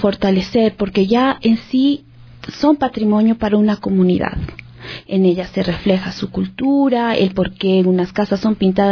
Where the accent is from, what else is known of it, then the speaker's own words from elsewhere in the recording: Ecuador; y que eso somos como ecuatorianos.